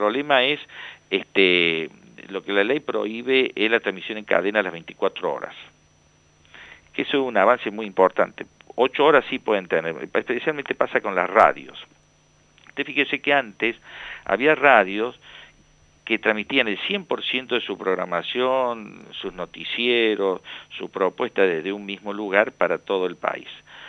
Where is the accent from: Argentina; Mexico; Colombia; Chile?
Argentina; Córdoba; accent: Cordobés; usted sentirá mi tonada cordobesa